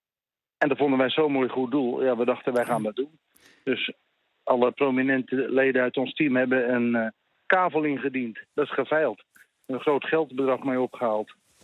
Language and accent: Dutch; Haarlem, North Holland, Netherlands; Nou ja, ik kom zelf uit Haarlem.